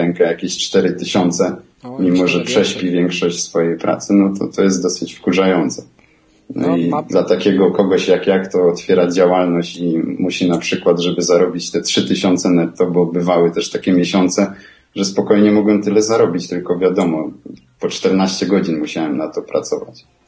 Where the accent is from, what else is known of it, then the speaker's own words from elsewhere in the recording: Silesian Voivodeship, Poland; bo ja pochodzę ze Śląska, z mojego miasta i tutaj właśnie jest dosyć dużo górników